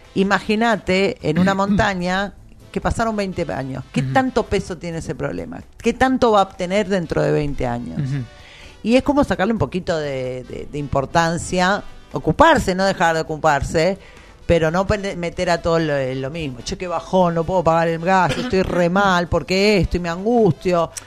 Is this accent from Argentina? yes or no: yes; Argentina; Es como al argentino, sobre todo, la resiliencia que tenemos frente a la crisis